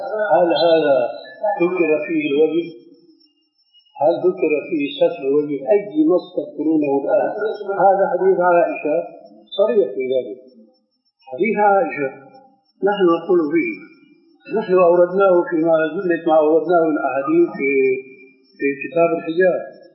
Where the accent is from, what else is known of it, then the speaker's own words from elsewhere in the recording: Syria; كما يقولون عندنا بالشام